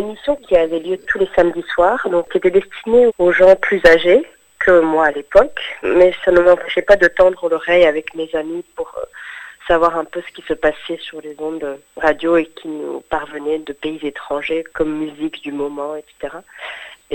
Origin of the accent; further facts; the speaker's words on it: France; en tant que Français, on peut ne pas rester indifférent